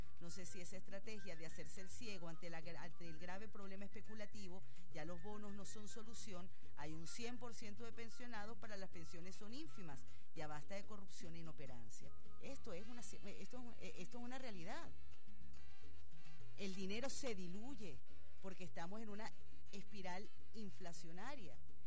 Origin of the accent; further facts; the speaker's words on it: Venezuela; lo digo como venezolana